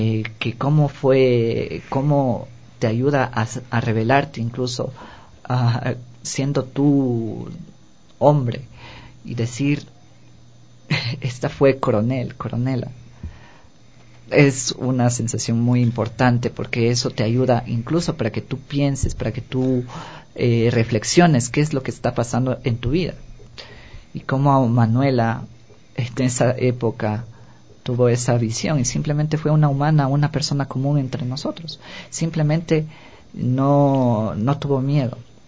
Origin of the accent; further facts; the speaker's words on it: Quito, Pichincha, Ecuador; no nos están ofreciendo lo que nosotros necesitamos como ecuatorianos, a lo menos como ecuatorianos, como quiteños